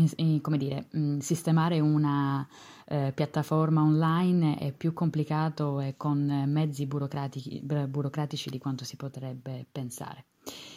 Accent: Palermo, Sicily, Italy; sono di Palermo. Sono una studentessa dell'Accademia di Belle Arti

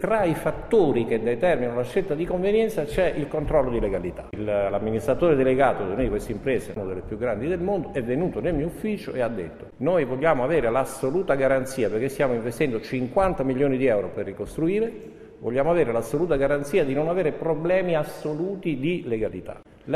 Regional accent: Venice, Veneto, Italy; born there; Sì, io sono nato a Venezia, no?

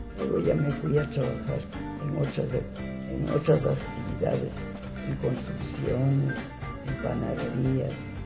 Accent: Riobamba, Chimborazo, Ecuador; now in Quito, Ecuador; Señorita, yo soy de la provincia del Chimborazo, Riobamba.

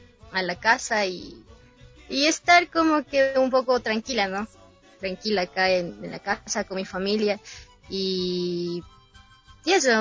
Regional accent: Tabacundo, Pichincha, Ecuador; Soy del cantón Pedro Moncayo, de la parroquia Tabacundo. Entonces, me tocaba viajar de acá de Tabacundo.

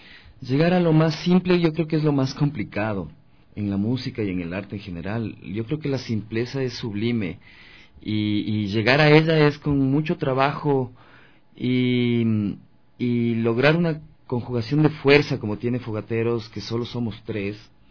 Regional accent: Quito, Pichincha, Ecuador; No, yo soy de Quito.

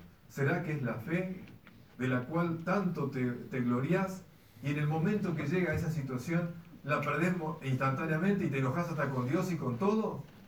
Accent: Argentina; Como argentinos hay una materia que cursar.

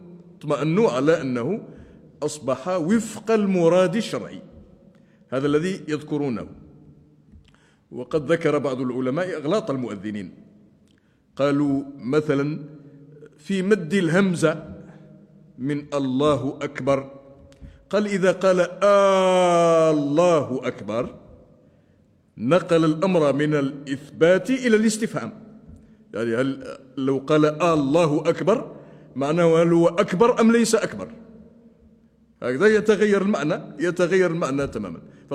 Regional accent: Laghouat, Laghouat Province, Algeria; حتى علماء بلدتنا الأغواط كانوا يفعلون هذا

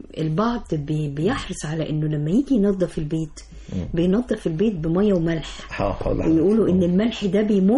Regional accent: Egypt; يمكن الناس اللي بيعيشوا على السواحل عندنا في مصر بيعملوا كده

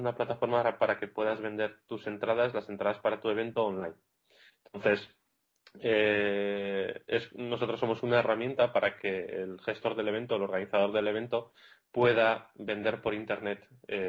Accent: Barakaldo, Basque Country, Spain; now in Iceland; Sí, soy de Baracaldo, que es un pueblo de 100.000 habitantes que hay al lado de Bilbao

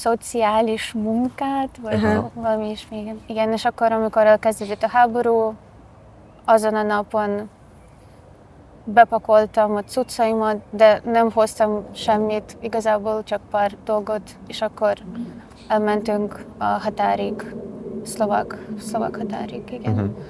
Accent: Zaporizhzhia, Zaporizhzhia Oblast, Ukraine; Hungarian is a second language; moved away as an adult; now in Budapest, Hungary; Zaporizsjából jöttem, elég közel van Oroszországhoz, és ezért most már elfoglalta a városom. 22 éves vagyok. Először, amikor ide jöttem Budapestre, ez október 21-ben volt

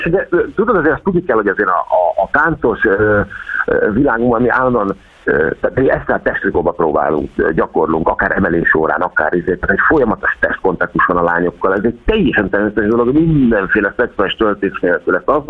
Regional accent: Szeged, Csongrád-Csanád, Hungary; Az édesanyám, ugye szegediek vagyunk, ott lakunk a Dom-tér mellett, ez 5 perc gyalog.

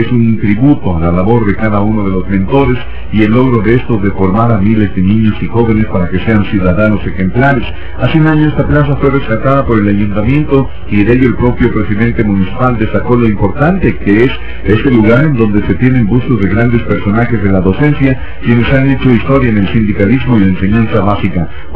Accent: Mexico; nuestros valores como mexicanos toman mayor relevancia

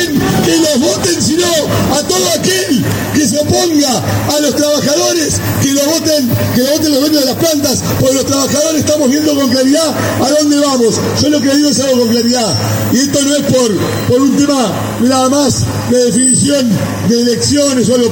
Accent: Argentina; somos los que somos el pueblo argentino

